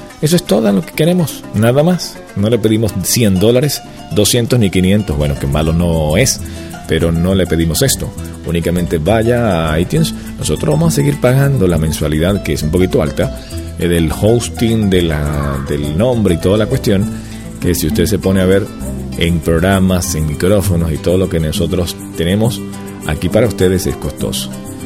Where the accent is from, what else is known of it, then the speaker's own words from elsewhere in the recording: Venezuela; aquí en Venezuela, chicos, somos machos, carajo.